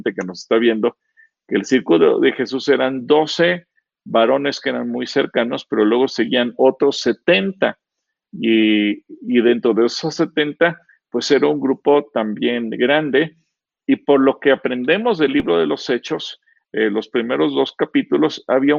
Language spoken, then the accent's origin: Spanish; Mexico; soy ciudadano mexicano y me quitan mis derechos